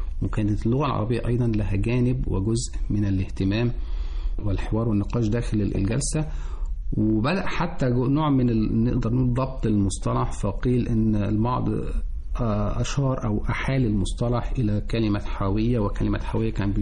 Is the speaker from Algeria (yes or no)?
no; Egypt; إحنا كمصريين أو في مصر هويتنا مميزة عن أي دولة أخرى